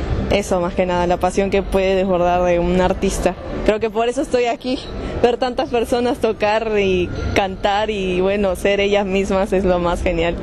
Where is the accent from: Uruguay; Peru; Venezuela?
Peru; now in Buenos Aires, Argentina; Yo no soy de aquí, yo soy de Perú.